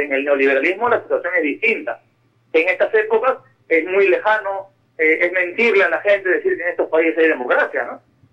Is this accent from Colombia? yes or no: no; Peru; región, como le llamamos en mi país, solamente en una región se llevó 20 mil millones de dólares en los últimos 10 años, y esa región es la tercera más pobre del Perú.